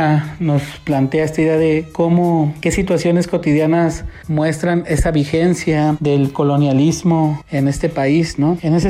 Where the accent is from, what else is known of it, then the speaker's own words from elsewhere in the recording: Chapultenango, Chiapas, Mexico; now in Guadalajara, Mexico; soy de Chapultenango, Chiapas, y desplazado a la ciudad de Guadalajara